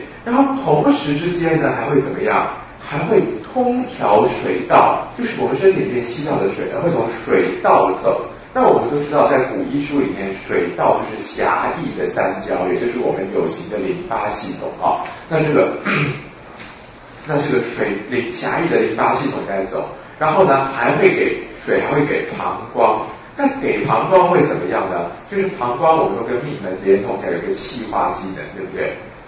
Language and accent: Chinese; China; 虽然我们中国人都念泽泻念惯了